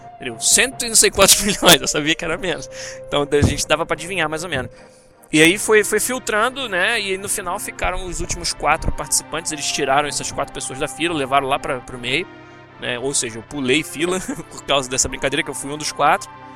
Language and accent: Portuguese; Rio de Janeiro, Brazil; now in Vancouver, Canada; Mas eu sou carioca, pô, vim pra Vancouver, então pra mim é frio pra, cacete.